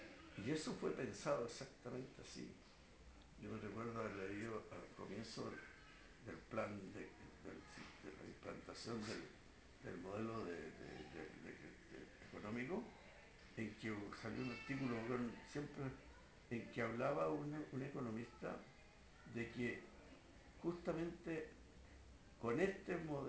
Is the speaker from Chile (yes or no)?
yes; Chile; como los chilenos habíamos cambiado